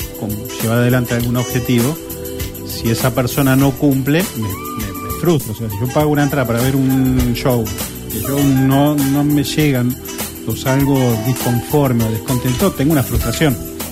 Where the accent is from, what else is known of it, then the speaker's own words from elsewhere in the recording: Argentina; Somos argentinos. Los argentinos pueden hacer cualquier cosa.